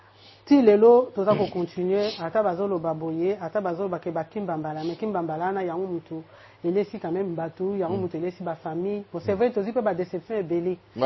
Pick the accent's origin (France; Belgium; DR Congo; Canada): DR Congo; Tout ça, on est congolais.